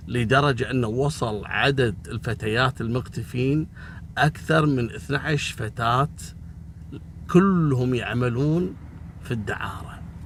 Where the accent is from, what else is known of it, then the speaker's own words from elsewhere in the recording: Kuwait; هل أهل القرية هذول مثل عندنا في الكويت؟ إحنا هني عندنا مثلا إذا عدت الساعة 12 بالليل واضطريت انك تبي تشتري شيء